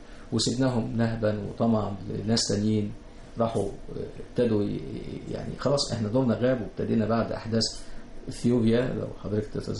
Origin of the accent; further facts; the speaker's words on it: Egypt; كبار السن هقول لهم I'm from Egypt, I'm Egyptian.